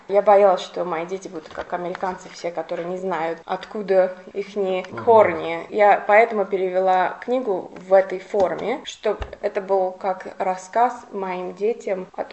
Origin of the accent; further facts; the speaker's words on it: Baku, Azerbaijan; и как бакинка, я хочу сказать вам спасибо за ваш пример